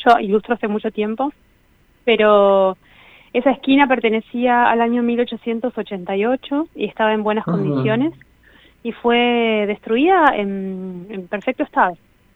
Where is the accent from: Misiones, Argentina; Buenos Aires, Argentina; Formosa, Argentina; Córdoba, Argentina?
Buenos Aires, Argentina; Yo nací en Cava y vivo en Cava. Si bien voy y vengo por nuestra provincia y de Argentina, me quedé acá